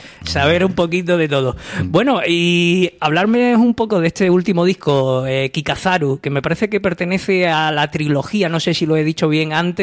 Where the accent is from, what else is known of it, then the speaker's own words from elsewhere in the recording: Coín, Andalusia, Spain; de mi pueblo, de Coín. O sea, un coíno ahí entre estos granaínos